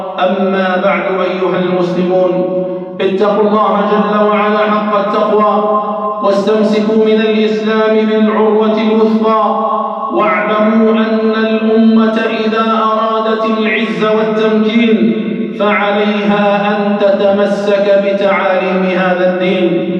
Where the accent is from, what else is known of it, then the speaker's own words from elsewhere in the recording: Algeria; اللهم احفظ بلدنا الجزائر من كل سوء ومكروه